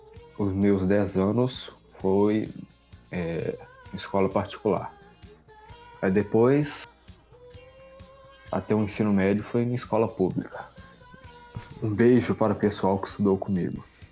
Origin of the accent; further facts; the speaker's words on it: Belo Horizonte, Minas Gerais, Brazil; Não, eu sou de Belo Horizonte.